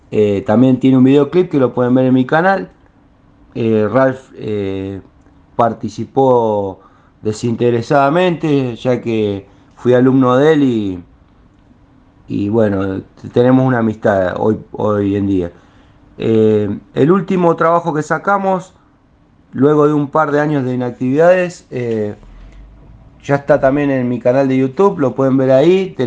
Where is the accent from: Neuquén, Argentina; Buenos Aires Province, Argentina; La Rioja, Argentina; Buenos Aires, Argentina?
Neuquén, Argentina; Somos de Neuquén y Cipolletti respectivamente, del norte de la Patagonia.